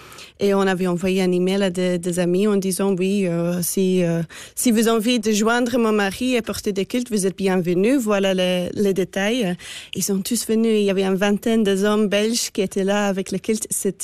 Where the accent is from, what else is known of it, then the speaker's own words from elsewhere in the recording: Scotland, United Kingdom; now in Belgium; Mais c'est la Belgique, il pleut tout le temps. Je dis, oui, mais je viens de l'Écosse.